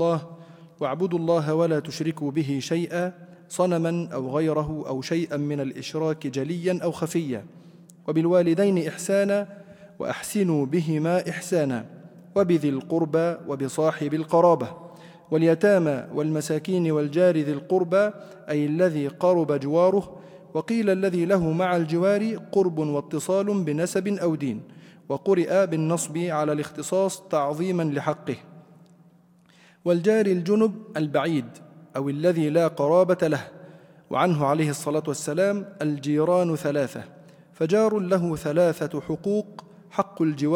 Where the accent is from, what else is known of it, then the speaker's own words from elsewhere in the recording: Egypt; يحدث أحيانا عندنا في مصر وفي بعض البلاد الأخرى يحكم الأعراف